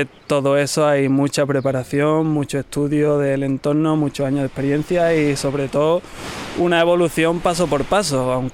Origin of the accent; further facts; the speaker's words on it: Ronda, Andalusia, Spain; De Ronda, yo soy rondeño.